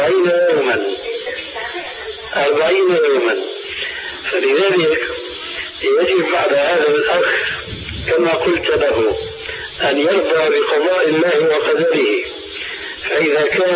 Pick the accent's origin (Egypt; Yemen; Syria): Syria; كما يقولون عندنا في سوريا